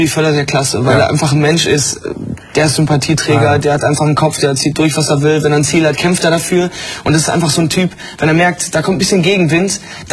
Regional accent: Sendenhorst, North Rhine-Westphalia, Germany; SG Sendenhorst ist der Fußballverein aus meiner Heimat, Sendenhorst.

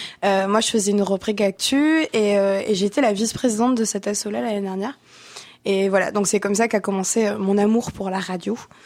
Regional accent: France; now in Canada; parce que moi, je suis française et en France, j'ai l'impression que les médias ne roulent que comme ça.

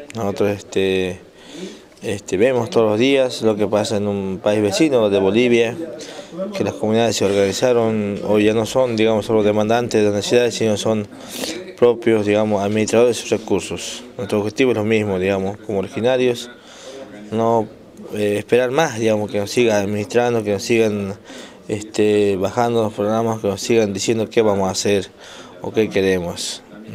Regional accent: Tacna, Jujuy, Argentina; Vengo de una comunidad originaria de la frontera con Bolivia, del norte de la puna de Jujuy. Soy nativo de una comunidad llamada Tacna. Es un lugar de encuentro de comunidades originarias. De este pueblo Colla, digamos, un pueblo muy ancestral

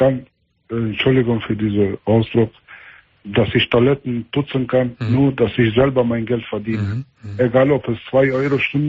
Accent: Meschede, North Rhine-Westphalia, Germany; hier, wo ich herkomme, in Meschede ist das, ein Teil von Meschede ist eine Ecke hier

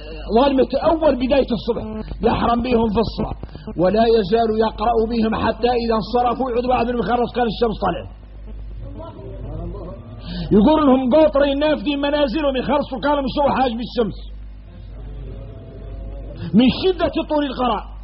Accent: Mauritania; وإحنا موريتاني فاصلين في حد يطول

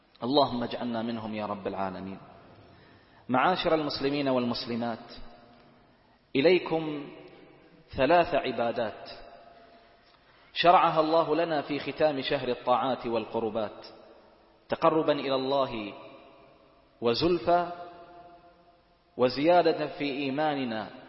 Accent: Bahrain; يجزئ عندنا في البحرين صاع من الرز، وهو غالب قوت بلد البحرين

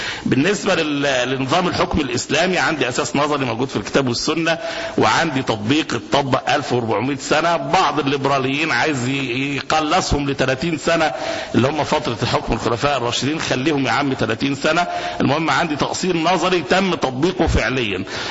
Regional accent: Egypt; عندنا في مصر في ممارسات

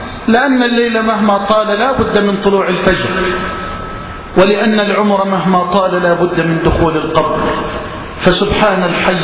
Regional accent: Egypt; واجعل بلدنا مصر واحة للأمن والأمان وجميع بلاد المسلمين.

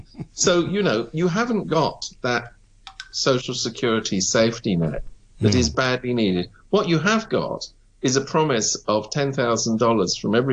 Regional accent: United Kingdom; now in Hong Kong; I have to admit, I come from Britain.

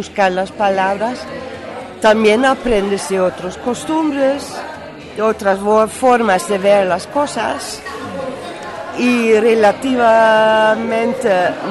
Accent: Netherlands; Spanish is a second language; now in Spain; Bueno, me siento muy holandesa, pero muy el mundo es mi casa.

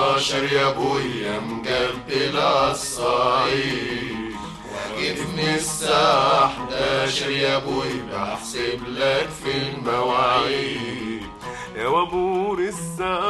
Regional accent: Al-Harazat al-Gharbiya, Sohag Governorate, Egypt; also born or lived in Port Said; أنا من الحرازات الغربية مديرية سوهاج

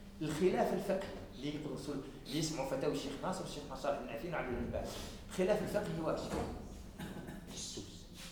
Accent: Algeria; احنا عندنا في الجزائر

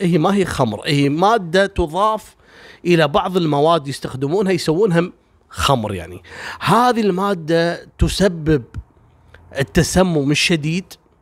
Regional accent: Kuwait; عندنا في الكويت

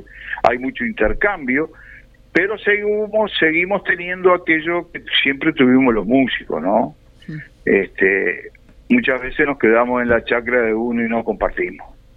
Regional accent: Canelones, Uruguay; Sí, soy un canario sembrador

